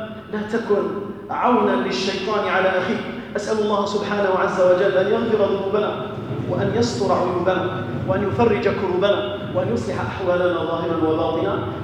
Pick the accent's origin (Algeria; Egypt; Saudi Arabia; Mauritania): Algeria; اللهم احفظ بلدنا الجزائر، اللهم أمن بلدنا الجزائر